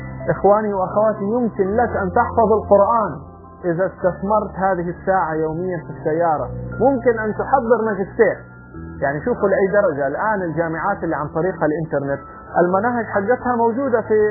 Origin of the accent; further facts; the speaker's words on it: Saudi Arabia; عندنا في السعودية أحيانا يقال لي أن انتظار الكوافيرة